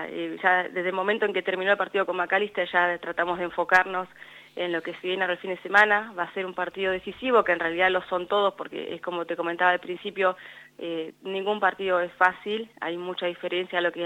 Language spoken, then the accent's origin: Spanish; Bahía Blanca, Buenos Aires Province, Argentina; also born or lived in United States; now in La Pampa, Argentina; yo juego al fútbol hace 23 años, tengo 32. Yo mi primer pelota la toqué a los 8 años, yo soy de Bahía Blanca.